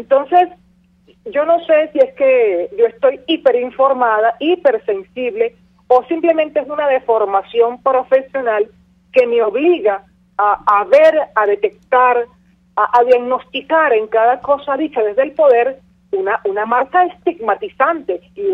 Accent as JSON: {"language": "Spanish", "country": "Venezuela", "said": "yo como ciudadana venezolana, porque yo no me siento ni me considero pueblo, yo me considero ciudadana venezolana, opositora"}